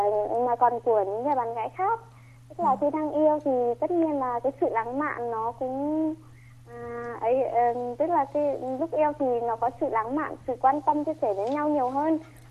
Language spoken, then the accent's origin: Vietnamese; Thanh Chương, Nghệ An, Vietnam; Em đến từ Thanh Chương, Nghệ An ạ.